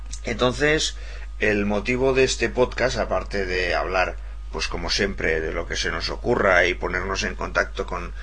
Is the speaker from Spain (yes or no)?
yes; Barcelona, Catalonia, Spain; moved away as an adult; yo nací en Barcelona y viví 40 años en Barcelona. Es decir, hace solo 10 años que no vivo en Barcelona.